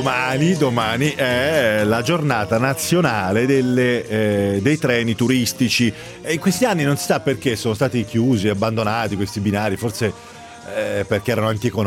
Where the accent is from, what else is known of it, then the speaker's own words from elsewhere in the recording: Pisa, Tuscany, Italy; born there; Io sono nato a Pisa, una città vicina al mare